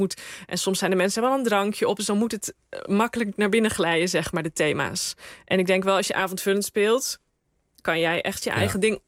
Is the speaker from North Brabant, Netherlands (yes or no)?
yes; Rosmalen, North Brabant, Netherlands; Ik ben opgegroeid in Rosmalen en dat kwam op een gegeven moment bij gemeente Den Bosch.